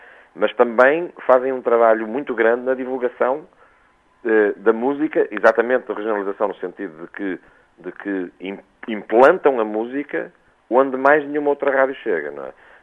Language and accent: Portuguese; Viseu, Portugal; aliás, onde eu sou oriundo, porque eu sou oriundo da Beira Alta